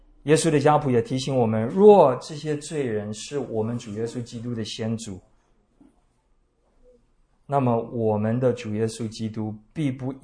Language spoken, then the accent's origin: Chinese; Taiwan; 而对我们台湾人来说